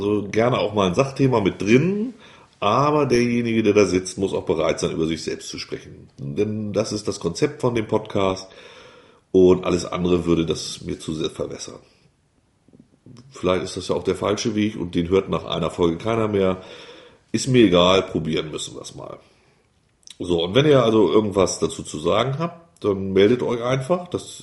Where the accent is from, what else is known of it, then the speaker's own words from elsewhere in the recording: Wulmsdorf, Lower Saxony, Germany; also born or lived in Elsdorf; Ich bin hier geboren vor 45, fast 45 Jahren. Bin dann in den Nachbarort Wulmsdorf gezogen, habe da meine Kindheit verbracht. Dann nach Elsdorf, da habe ich die Jugend verbracht und das junge Erwachsensein. Und seit fast 20 Jahren leben wir wieder auf dem Hof des Geburtshauses